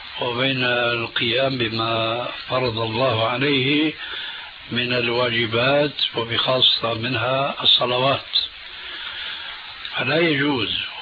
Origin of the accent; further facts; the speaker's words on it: Syria; هذا موجود عند الصوفية عندنا بسوريا من زمان.